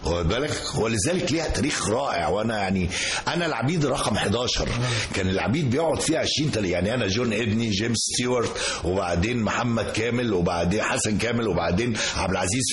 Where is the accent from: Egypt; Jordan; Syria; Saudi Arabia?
Egypt; Asyut, Asyut Governorate; يعني انا من اسيوط